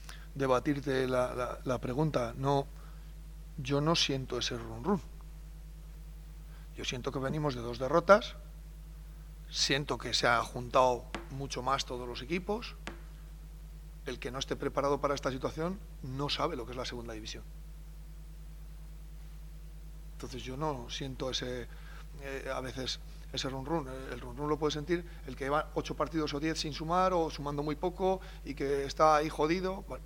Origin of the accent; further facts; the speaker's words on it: Soria, Castile and León, Spain; Yo soy de Soria, llevo 20 y tantos años viviendo en Soria.